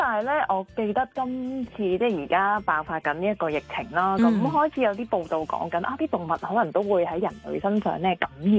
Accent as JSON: {"language": "Cantonese", "country": "Hong Kong", "said": "雖然我哋香港人呢對於食用野生動物呢"}